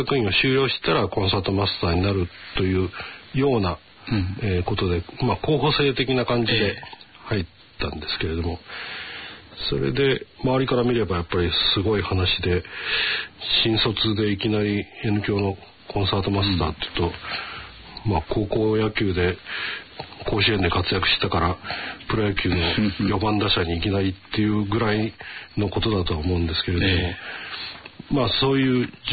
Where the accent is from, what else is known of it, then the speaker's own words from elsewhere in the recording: Wakayama, Japan; 大学4年生の時に初めて故郷の和歌山で本格的なリサイタルをすることになった時に